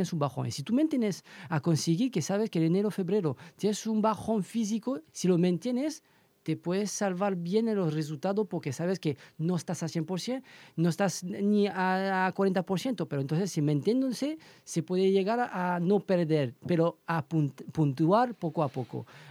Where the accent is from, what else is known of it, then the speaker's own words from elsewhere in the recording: France; Spanish is a second language; now in Elche, Spain; yo soy francés, yo vivo aquí desde 2007 en Elche